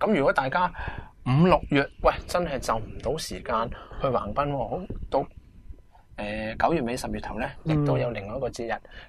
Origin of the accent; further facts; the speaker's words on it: Hong Kong; 咁嗱，我哋香港人啦，以前啦，八九十年代学校、小学、社会书都教